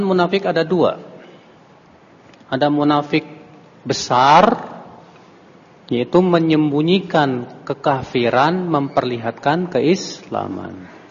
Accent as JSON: {"language": "Indonesian", "country": "Indonesia", "said": "saya bukan orang Saudi, saya orang Indonesia."}